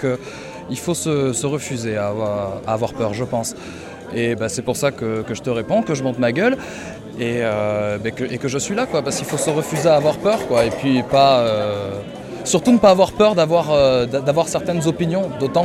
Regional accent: Toulouse, Occitanie, France; je viens de Toulouse.

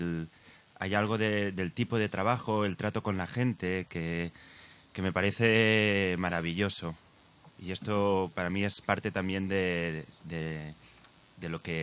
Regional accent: Spain; yo pues soy de España y en España pues hace calor y tal

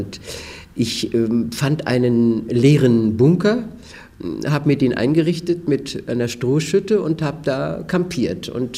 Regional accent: Wietstock, Brandenburg, Germany; born there; geboren in Wietstock an der Nuthe. Das ist ein kleines Dorf in der Mark Brandenburg in der Nähe von Teltow, wo es die Teltower Rübchen gibt. Kleine Lehrerfamilie, Vater Lehrer, Mutter Lehrer, 5 Geschwister.

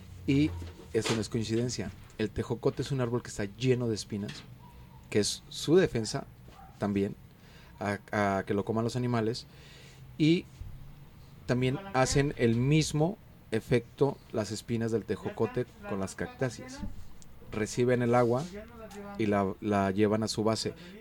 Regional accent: Juanacatlán, Jalisco, Mexico; para toda la gente bonita de mi pueblo y de mi rancho, Juanacatlán y San Antonio.

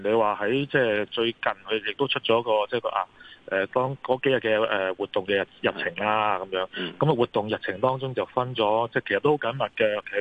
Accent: Hong Kong; 我哋香港人

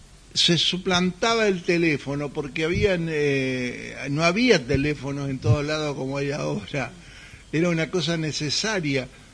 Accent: Argentina; Pero cuando vos empezabas a hablar y ellos te identificaban como argentino, porque la licencia argentina es LU en el mundo, ¿no es cierto?

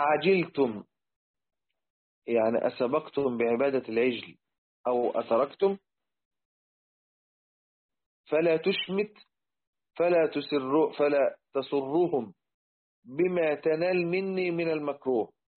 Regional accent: Egypt; وإحنا عندنا في مصر زمان لما كنا بنعمل السقف بالخشب

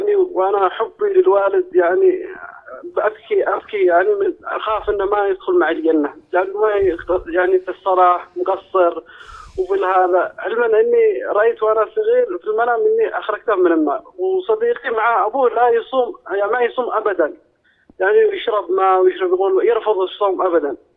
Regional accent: Yemen; now in Saudi Arabia; أنا يمني هنا مقيم في السعودية

